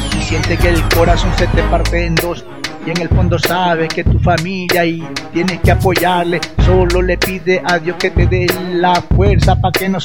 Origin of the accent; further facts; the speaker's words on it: Guayaquil, Guayas, Ecuador; soy de Guayaquil, Ecuador, de Pertusa